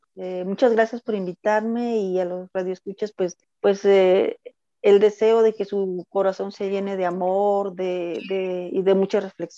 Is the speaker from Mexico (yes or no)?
yes; Puebla, Mexico; Sí, yo soy de Puebla, México.